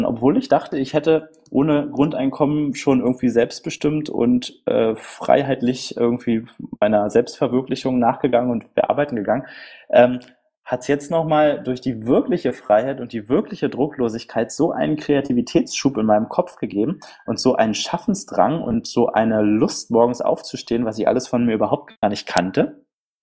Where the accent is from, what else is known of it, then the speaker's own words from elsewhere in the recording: Berlin, Germany; Ich bin aus Berlin und 29 Jahre alt.